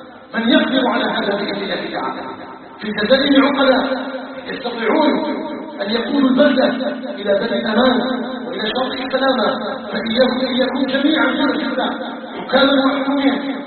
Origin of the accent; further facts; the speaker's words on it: Algeria; بلدنا الجزائر وما أضرتنا الجزائر. الجزائر قطعة من بلاد الإسلام، فيها نبتنا وعلى حبها أيها الناس نبتنا.